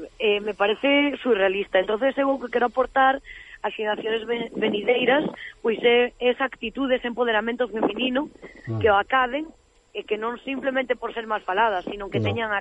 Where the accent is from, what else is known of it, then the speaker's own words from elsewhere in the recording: Cambados, Galicia, Spain; eu resido en Cambados, pero tamén son de Cambados.